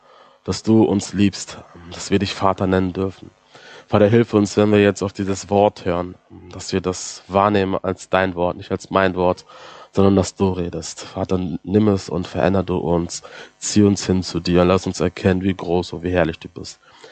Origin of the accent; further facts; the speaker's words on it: Hamburg, Germany; Also ich bin aus Hamburg, dort groß geworden, geboren auch